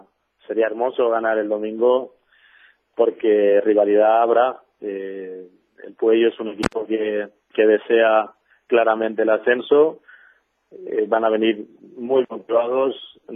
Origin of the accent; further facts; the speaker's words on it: Huesca, Aragon, Spain; now in Graus, Spain; resido en Graus entre semana. O sea, soy de Huesca, pero entre semana por razones laborales, pues estoy en Graus. Es mi segunda casa.